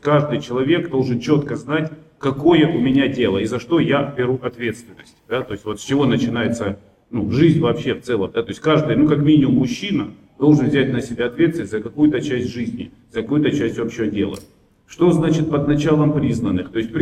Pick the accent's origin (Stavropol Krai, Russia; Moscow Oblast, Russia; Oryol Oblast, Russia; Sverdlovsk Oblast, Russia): Stavropol Krai, Russia; Pyatigorsk; Я тоже русский продукт, я из Пятигорска, Северного Кавказа. Отец у меня с Пензы, там дед с Грузии откуда-то. Ну, мы все русские